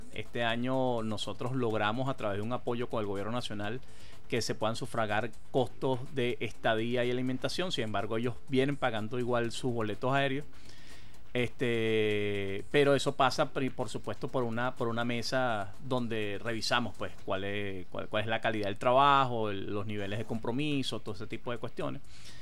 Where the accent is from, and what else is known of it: Venezuela